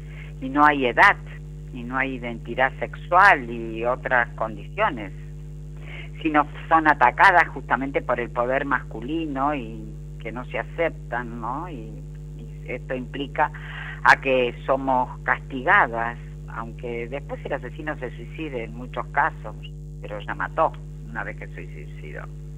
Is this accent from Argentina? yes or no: yes; Argentina; Específicamente en nuestro país, Argentina, en mi país, Argentina, donde mantenemos esta red de mujeres libres de violencia, y justamente desde Buenos Aires, en la ciudad de San Martín